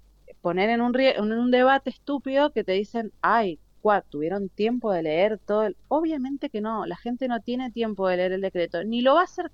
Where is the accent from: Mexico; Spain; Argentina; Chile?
Argentina; Mendoza; no como politóloga y como ciudadana y como mendocina, me parece ridículo directamente